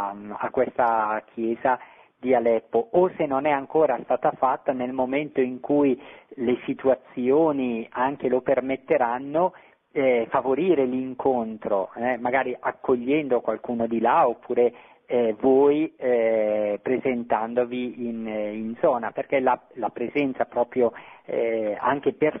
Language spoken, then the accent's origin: Italian; Lombardy, Italy; Io sono originario della Bergamasca.